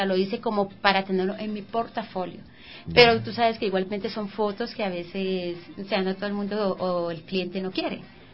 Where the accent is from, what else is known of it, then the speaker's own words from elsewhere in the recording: Cali, Valle del Cauca, Colombia; mi persona que soy colombiana, de Cali.